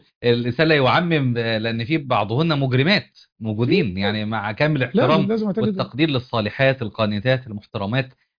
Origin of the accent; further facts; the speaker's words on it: Upper Egypt, Egypt; بعض البيئات عندنا في الصعيد وفي غير الصعيد